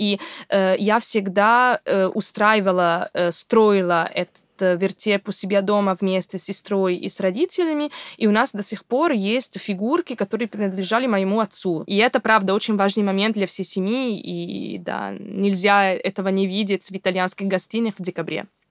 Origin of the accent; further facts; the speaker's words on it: Padua, Veneto, Italy; Russian is a second language; Мой родной город — это Падуя. Это недалеко от Венеции. Относительно маленький город, особенно по российским меркам.